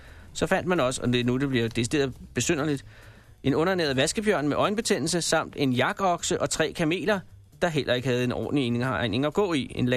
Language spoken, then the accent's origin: Danish; Copenhagen, Capital Region of Denmark, Denmark; Ude på Østerbro, hvor jeg kommer fra, i København